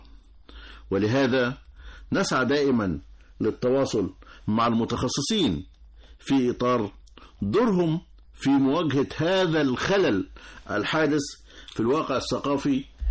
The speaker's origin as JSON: {"language": "Arabic", "country": "Egypt", "said": "مش بس عندنا في مصر بل في العالم كله"}